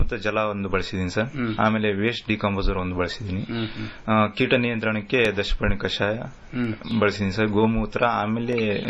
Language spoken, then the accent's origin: Kannada; Gangavathi, Karnataka, India; Sir, ನಮ್ಮ ಸ್ವಂತ ಊರು ಗಂಗಾವತಿ.